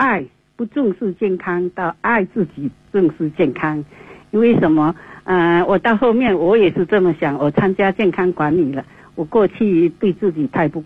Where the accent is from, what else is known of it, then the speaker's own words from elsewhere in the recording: Quanzhou, Fujian, China; 老家是也是我们福建的，我们在泉州那一带的。闽南靠闽南的。